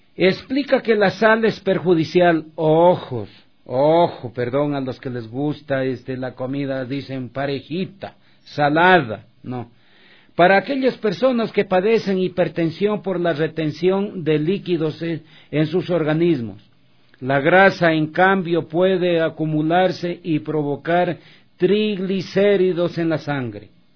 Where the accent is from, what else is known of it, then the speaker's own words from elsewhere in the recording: Loja, Ecuador; born there; Como dicen en mi tierra Loja, escalofrío, ¿no? En Loja, en esta Loja querida, mi patria donde nací.